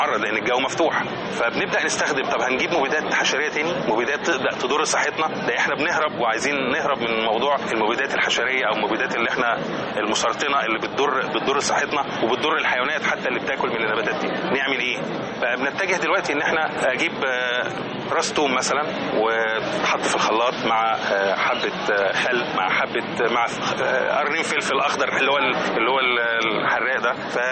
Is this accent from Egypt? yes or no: yes; Egypt; انا الثقافه بتاعتنا كمصريين ان خلي حاجه ممكن تحتاجها بكره